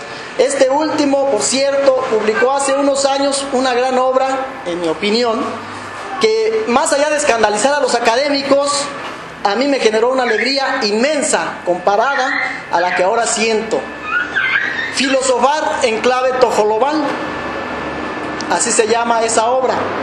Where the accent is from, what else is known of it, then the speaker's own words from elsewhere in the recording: Michoacán, Mexico; Soy nativo de una comunidad indígena de Michoacán, del pueblo purépecha. Lamentablemente ya no conocí la lengua purépecha, no la hablo, no la entiendo.